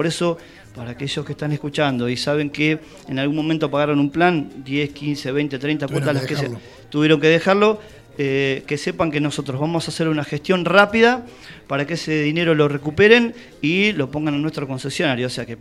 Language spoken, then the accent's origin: Spanish; Tandil, Buenos Aires Province, Argentina; Soy de acá, de Tandil, como dice la gente autóctona del lugar, nacido y criado.